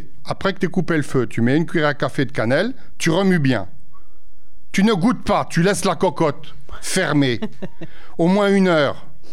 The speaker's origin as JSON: {"language": "French", "town": "Mechelen", "region": "Flanders", "country": "Belgium", "said": "je viens de Malines."}